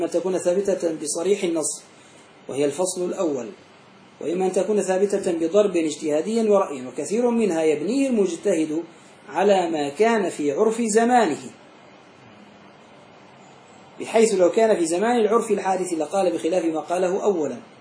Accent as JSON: {"language": "Arabic", "country": "Syria", "said": "في عندنا في سوريا"}